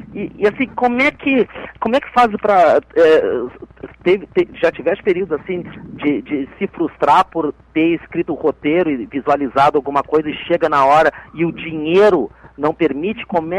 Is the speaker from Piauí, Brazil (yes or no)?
yes; Piauí, Brazil; accent: gaúcho; Eu sou do Piauí, apesar desse sotaque